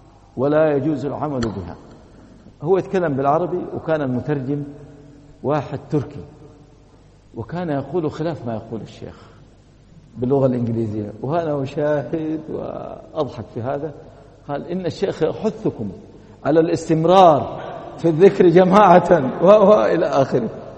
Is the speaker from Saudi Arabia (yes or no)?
yes; Saudi Arabia; وللأسف أنا أتكلم عندنا في السعودية